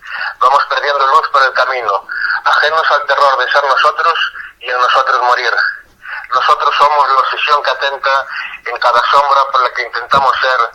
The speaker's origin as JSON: {"language": "Spanish", "town": "Pontevedra", "region": "Galicia", "country": "Spain", "said": "soy de Pontevedra, Galicia."}